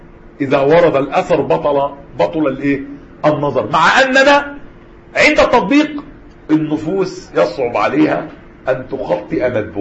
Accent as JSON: {"language": "Arabic", "country": "Egypt", "said": "حتى المأذون لغاية دلوقتي عندنا في مصر"}